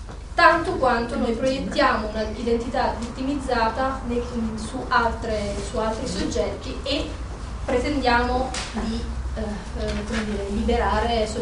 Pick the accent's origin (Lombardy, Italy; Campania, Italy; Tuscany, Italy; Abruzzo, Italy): Campania, Italy; Montoro Superiore; moved away; non ho potuto fare come coming out nel mio paese, eccetera, io banalmente come donna probabilmente non sarei venuta via da Montoro Superiore, in provincia di Avellino, se avessi potuto andare a vivere per conto mio.